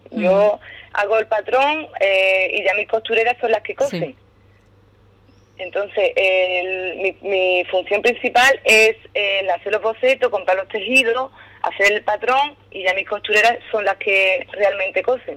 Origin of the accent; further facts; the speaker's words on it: Ubrique, Andalusia, Spain; now in Arcos de la Frontera, Spain; a todo el mundo le dije que soy de Ubrique, vamos, que vivo en Arcos, pero que soy ubriqueña.